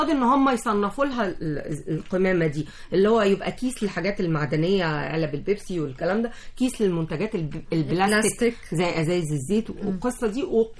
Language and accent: Arabic; Egypt; ده بيخصنا احنا كمصريين.